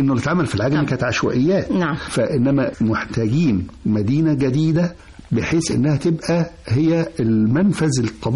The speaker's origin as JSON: {"language": "Arabic", "town": "Alexandria", "region": "Alexandria Governorate", "country": "Egypt", "tie": "born or raised there", "said": "فأنا إسكندراني حتى النخاع، ولم أخرج من الإسكندرية حتى الآن."}